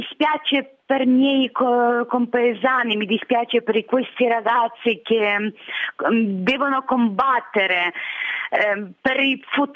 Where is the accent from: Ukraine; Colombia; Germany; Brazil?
Ukraine; Sambir, Lviv Oblast; moved away as an adult; now in Italy; Sono originaria di Sambio, regione di Leopoli. Resisto in Italia già 7 anni.